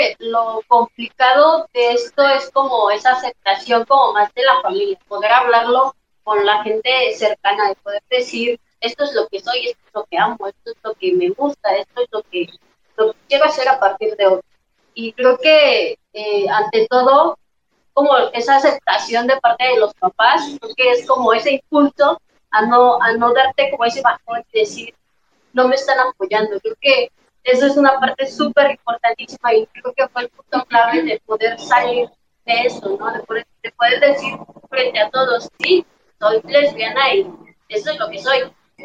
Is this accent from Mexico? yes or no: yes; Cuetzalan, Puebla, Mexico; soy de aquí de Cuetzalan.